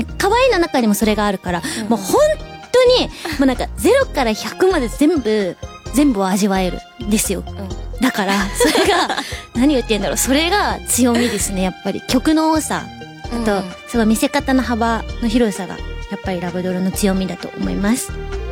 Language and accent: Japanese; Hyogo, Japan; 兵庫県出身です。